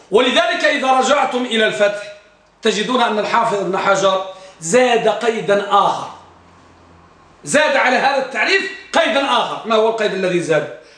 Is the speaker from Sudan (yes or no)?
no; Tangier, Tanger-Tetouan-Al Hoceima, Morocco; عندنا بطنجة